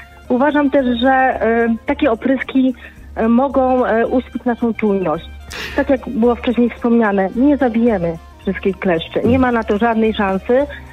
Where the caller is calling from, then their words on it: Warsaw, Masovian Voivodeship, Poland; Ja jestem z Warszawy.